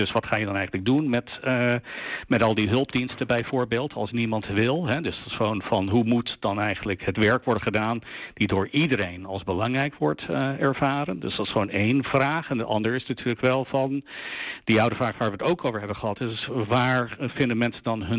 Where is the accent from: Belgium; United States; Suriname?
United States; Ja, ik ben naarmate dat ik heb als Amerikaan toen ik jonger was, dan heb ik denk ik wel 60, misschien 70 uur per week gewerkt.